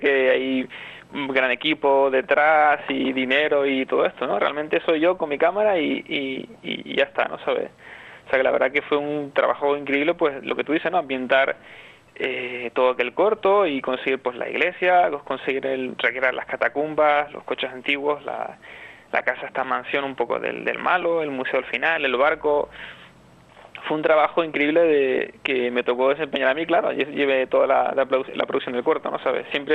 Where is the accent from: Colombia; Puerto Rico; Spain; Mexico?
Spain; La Orotava, Canary Islands; casi que el 80% está hecho en la Orotava, o sea, todo lo que es el comienzo, la iglesia es la iglesia de la Concepción, que es la iglesia de mi pueblo